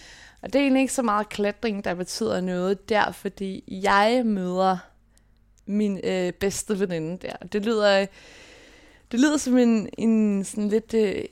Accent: Copenhagen, Capital Region, Denmark; jeg er født og opvokset på Vesterbro / Valby, fordi at mine forældre har de første år af mit liv boet på et familiekollegie, der ligger lige på grænsen af Valby og Vesterbro. Så det er lige der ved Carlsberg.

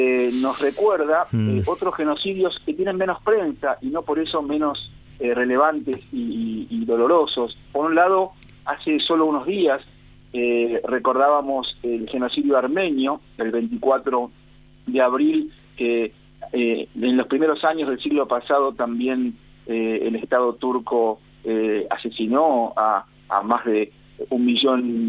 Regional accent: Argentina; en la memoria de la humanidad nuestra, como argentinos

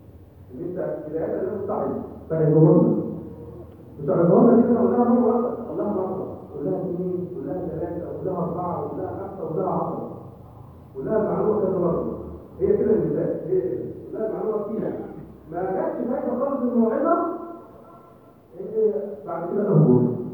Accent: Egypt; وانا دائما اقول يعني احنا عندنا في مصر

